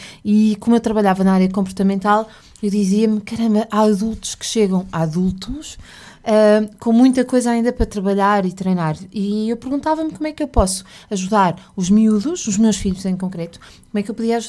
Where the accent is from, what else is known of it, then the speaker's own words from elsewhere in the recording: Porto, Portugal; venho do Porto, tenho dois filhos.